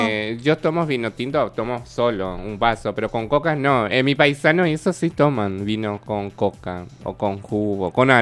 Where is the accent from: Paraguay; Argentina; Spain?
Paraguay; moved away; Yo me acuerdo que un día en mi país estábamos lavando ropa con mi sobrina, hacía un calor como acá, como hoy. Estamos hablando, fregando, viste que en Paraguay tienen que lavar con las manos y con cepillo.